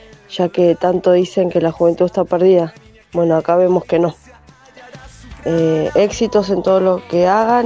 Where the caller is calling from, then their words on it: Quilmes, Buenos Aires Province, Argentina; de Quilmes. Creo que es la primera vez que les dejo mensajitos a ustedes.